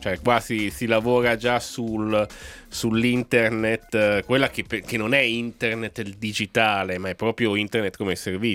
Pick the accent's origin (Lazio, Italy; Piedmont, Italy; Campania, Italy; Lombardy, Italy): Lombardy, Italy; Milan; io ragiono da milanese.